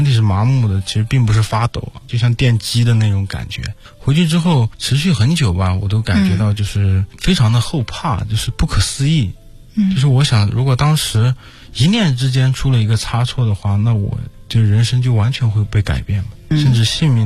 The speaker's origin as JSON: {"language": "Chinese", "country": "China", "said": "作为一个中国人嘛"}